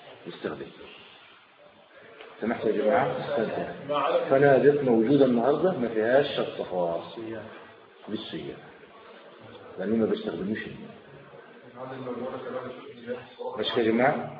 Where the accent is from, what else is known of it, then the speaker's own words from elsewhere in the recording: Egypt; افضل الفرع عندنا في مصر واخر